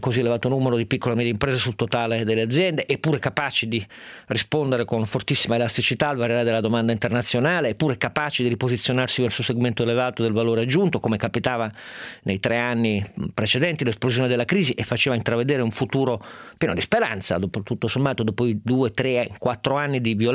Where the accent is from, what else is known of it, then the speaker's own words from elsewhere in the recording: Turin, Piedmont, Italy; io, da torinese, sono molto fiero di quello che lui scrive di Torino